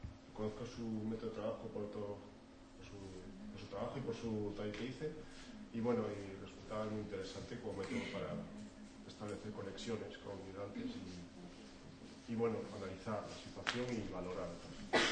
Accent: León, Castile and León, Spain; soy de León. Yo trabajo como maestro y me interesa el trabajo con mis alumnos en el ámbito de inmigración

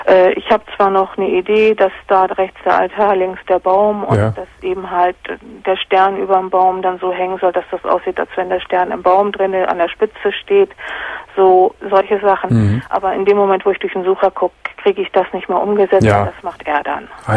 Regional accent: Hamburg, Germany; Ich wohne jetzt hier seit 20 Jahren in der Gegend. Ich komme eigentlich aus Hamburg.

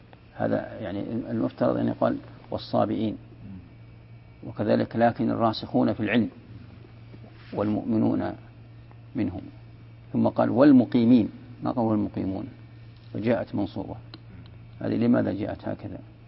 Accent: Najd, Saudi Arabia; وهذه موجودة ترى عندنا في نجد

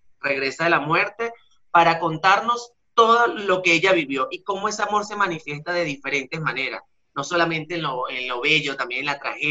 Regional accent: Venezuela; moved away as an adult; soy un artista venezolano, justamente en este mes de junio cumplo 3 años en el país

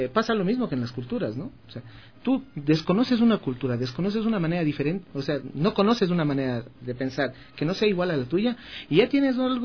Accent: Ecuador; ahora como ecuatorianos, aceptemos una integración, no les integremos a los migrantes que ahora vienen acá.

